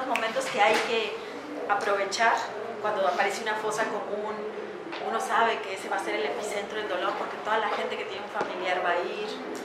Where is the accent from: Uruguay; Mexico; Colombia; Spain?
Mexico; la masacre fue en mi país, me da mucha vergüenza